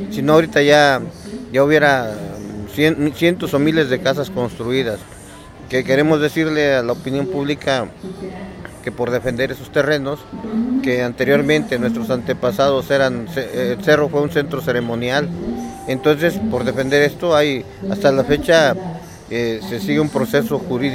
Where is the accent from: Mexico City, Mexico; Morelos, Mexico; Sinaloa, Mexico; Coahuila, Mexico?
Morelos, Mexico; Tetelpa; soy de la Comisión de Prensa y Propaganda de la comunidad de Tetelpa, originario de ahí